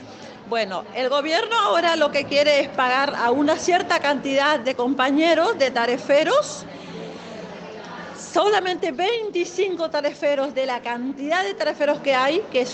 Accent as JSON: {"language": "Spanish", "town": "Apóstoles", "region": "Misiones", "country": "Argentina", "said": "somos de Apóstoles Misiones."}